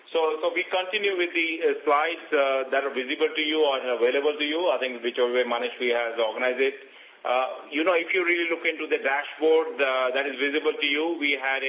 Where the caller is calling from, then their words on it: Bangalore, Karnataka, India; I'm calling you from Bangalore